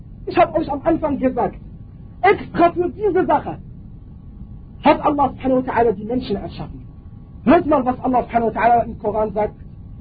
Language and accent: German; Morocco; German is a second language; ich selber, ich komme aus Marokko, wir haben ein Gebiet in Marokko